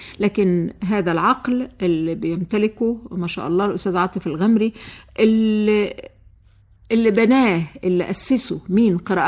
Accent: Egypt; بدات تغير وجهه نظرها بالنسبه للاحوال عندنا في مصر

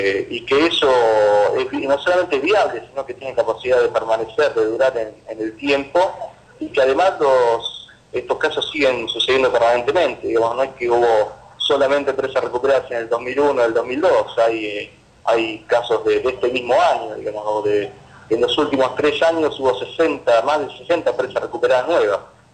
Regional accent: Argentina; Son de autores que son, algunos somos argentinos

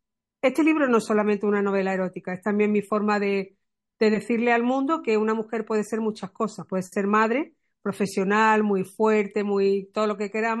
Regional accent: Málaga, Andalusia, Spain; soy malagueña

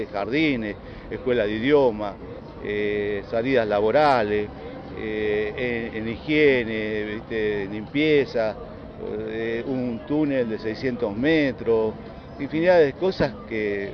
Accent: Santa Cruz, Argentina; born there; soy nacido en Santa Cruz, aparte, y conozco las obras desde allá.

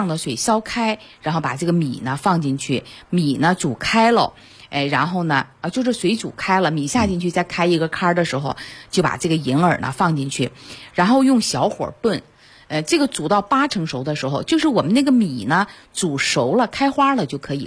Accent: China; 对于我们中国人来讲可能是一个比较喜欢的一个饮食

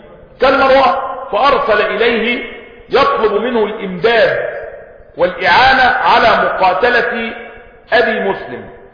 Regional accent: Egypt; والحمد لله ان بلدنا مصر يعني اقل البلاد خسارة

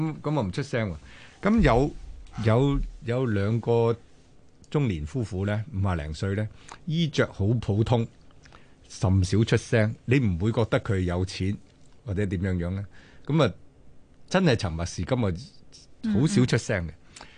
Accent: Guangdong, China; 我哋廣東人或者俗話就叫做禾杆冚珍珠，

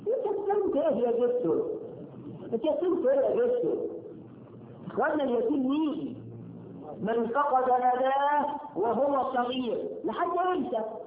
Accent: Egypt; إحنا كمصريين ولا في حد عايزين نكسر طفل يتيم

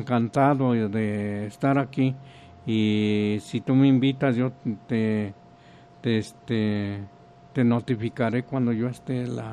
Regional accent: Huejotzingo, Puebla, Mexico; de Huejotzingo me dio las facilidades para presentar mi libro allá y vi toda esa riqueza que tiene mi patria chica

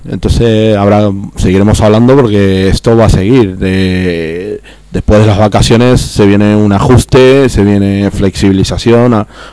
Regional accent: Argentina; now in Spain; yo ya lo he vivido, porque yo vengo de Argentina, o sea que estas crisis son continuadas. O sea, en Argentina es una crisis permanente.

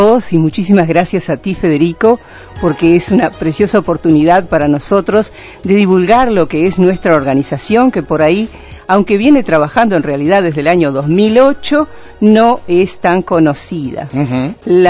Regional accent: Durazno, Uruguay; also born or lived in Blanquillo; Trabajé y viví muchos años, pero yo soy de Durazno.

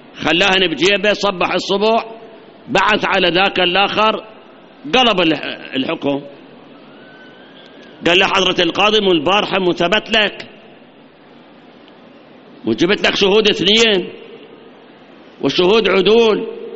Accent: Iraq; هاي مصيبة عندنا بالعراق، مصيبة

